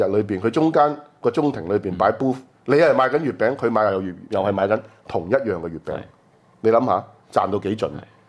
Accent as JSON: {"language": "Cantonese", "country": "Hong Kong", "said": "賭博我哋香港人嘅質素高。"}